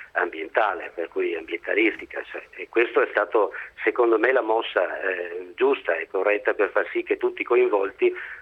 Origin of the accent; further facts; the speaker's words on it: Conegliano, Veneto, Italy; sono veneto e in questo caso proprio di Conegliano Veneto.